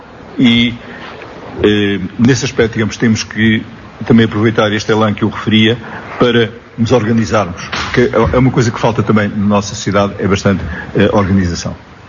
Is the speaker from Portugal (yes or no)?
yes; Portugal; Porque um dos nossos problemas, como portugueses, é quando há qualquer coisa começamos a dizer mal.